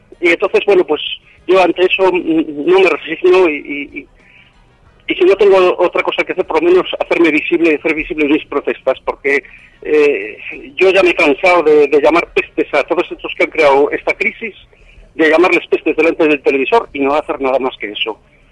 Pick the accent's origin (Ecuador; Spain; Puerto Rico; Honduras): Spain; Valladolid, Castile and León; Sí, soy de aquí, de Valladolid.